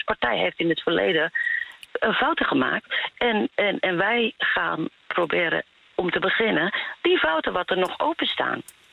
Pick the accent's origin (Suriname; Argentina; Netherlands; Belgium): Netherlands; ik ben geen blonde Nederlander, maar ik ben een Nederlander.